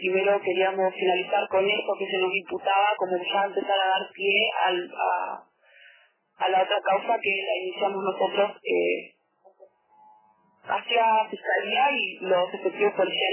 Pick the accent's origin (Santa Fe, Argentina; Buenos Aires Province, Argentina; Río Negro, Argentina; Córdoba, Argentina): Río Negro, Argentina; Bariloche; Bueno, yo soy de Bariloche.